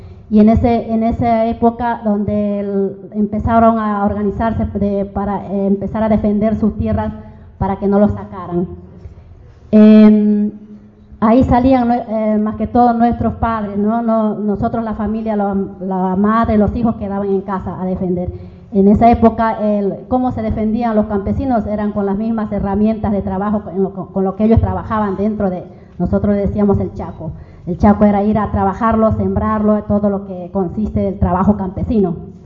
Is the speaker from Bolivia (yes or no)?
yes; Santa Cruz, Bolivia; also born or lived in Sucre; Yo soy de Sucre, nací en Sucre, pero fui radicada en Santa Cruz, porque, bueno, mi padre se fue a Santa Cruz y terminé siendo radicada más en su mayoría ahí. Pero siempre viviendo en la parte más campesina, en los pueblos más alejados de la ciudad